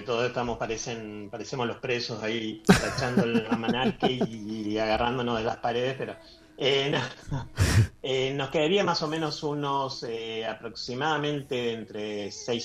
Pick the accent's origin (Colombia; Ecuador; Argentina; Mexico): Argentina; Posadas, Misiones; now in Buenos Aires, Argentina; porque yo estoy viviendo en Capital. Y si yo soy de Misiones, de Posada Misiones.